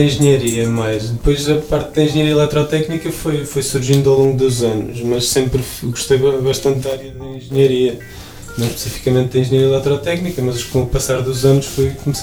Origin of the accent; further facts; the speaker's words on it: Oliveira do Hospital, Coimbra, Portugal; exatamente, tenho 29 anos, sou daqui do Conselho da Freguesia de Oliveira do Hospital.